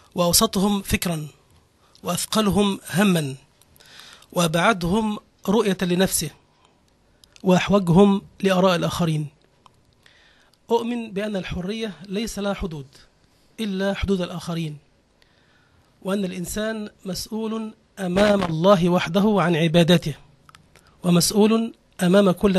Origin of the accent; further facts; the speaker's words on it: Egypt; born there; عربي مولود في مصر وعيش في الأسكندرية، أدين بالإسلام وأحترم المسيحية واليهودية، أعتز بالدين وأتقبل من لا دين له.